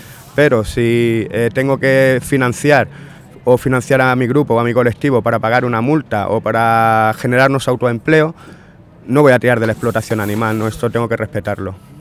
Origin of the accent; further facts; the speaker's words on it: Andalusia, Spain; La comida tradicional andaluza, yo soy andaluz